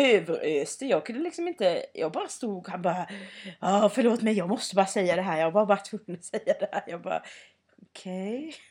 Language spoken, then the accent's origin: Swedish; Sävsjö, Jönköping County, Sweden; så har jag ju också varit hemma i Sävsjö.